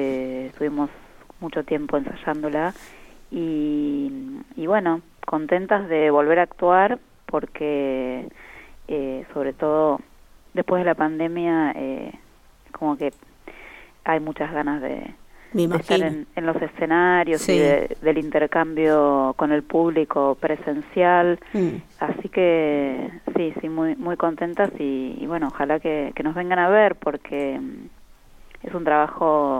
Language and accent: Spanish; La Pampa, Argentina; nosotros los que somos de la Pampa